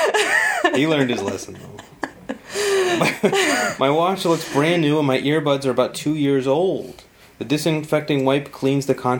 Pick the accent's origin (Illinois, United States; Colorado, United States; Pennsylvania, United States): Colorado, United States; Growing up in Colorado, I'd rather run in snow than rain.